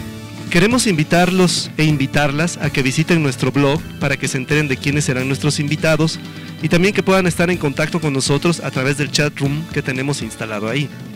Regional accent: Mexico; trascendentales para nosotros como mexicanos

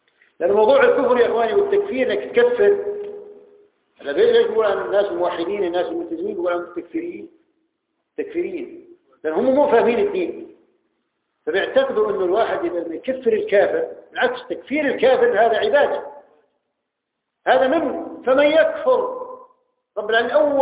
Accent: Jordan; عندنا في الأردن في أكثر من المنافقين

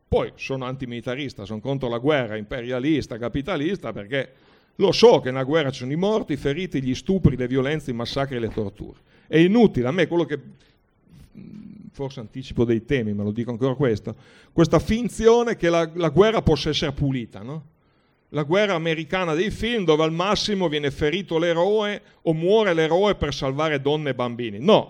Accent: Brescia, Lombardy, Italy; Io vengo da Brescia.

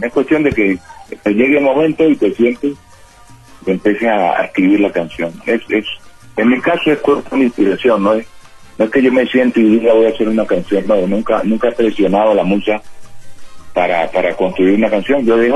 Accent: Chocó, Colombia; En mi tierra, yo soy una tierra donde la salsa es una prioridad siempre para bailar y para las fiestas.

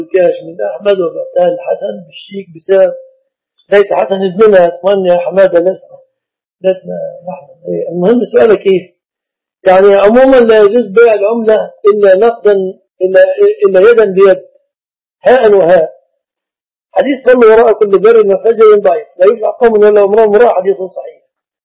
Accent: Mit Samanud, Dakahlia, Egypt; لست سعوديا، أنا مصري من قرية يقال لها منية سمنود، مركز أجا، محافظة الدقهلية، عاصمة الدقهلية هي المنصورة، ونحن مجاورون لها.

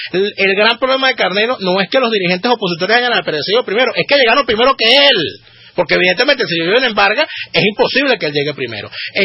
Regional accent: Maiquetía, La Guaira, Venezuela; born there; Yo no soy guaireño. ¿No? Yo nací en Maiquetía.

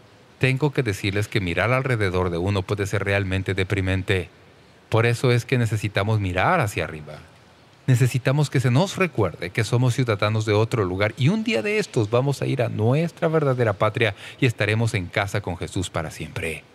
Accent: Toledo, Ohio, United States; born there; now in San Diego County, United States; Yo nací en Toledo, Ohio, y vivo en el condado de San Diego.

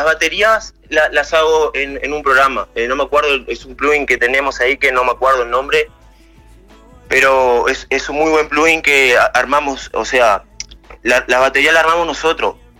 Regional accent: Rivera, Uruguay; Yo soy de Rivera.

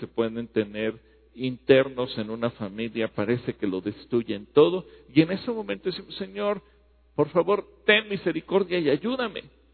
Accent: Mexico; como mexicanos aunque seamos de Oaxaca, de Guerrero, de Colima, de Nayarit

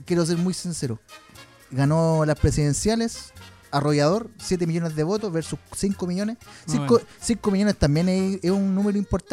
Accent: Chile; yo, como soy chileno, si en su gestión lo hace bien, a todo Chile técnicamente debería irle bien

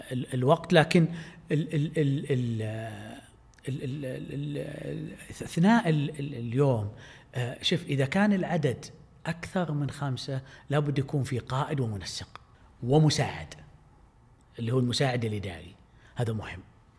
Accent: Saudi Arabia; إذا كان لهم في مقابسهم خصوصية مختلفة عندنا في السعودية

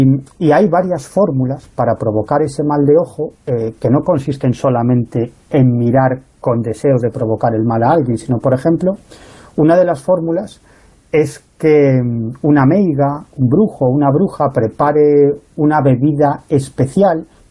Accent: Galicia, Spain; Por ejemplo, sabéis, yo soy gallego, ¿no?

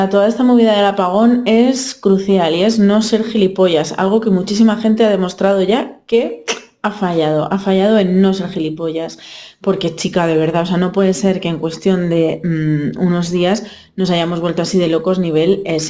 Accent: Zamora, Castile and León, Spain; que soy zamorana y he vivido me he criado con muchas carencias.

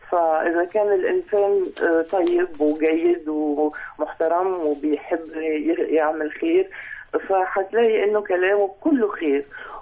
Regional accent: Egypt; وأنا مش بتكلم عن نفسي، أنا بتكلم علينا كمصريين

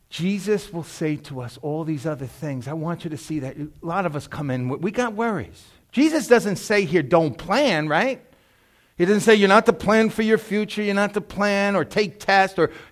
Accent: New York, United States; I was a hood kid, man. Right across the street was Moffett Gardens. I grew up on St. Joseph Avenue.

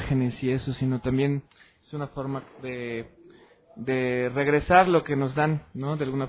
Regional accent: Mexico; de México, pero en realidad no soy DJ.

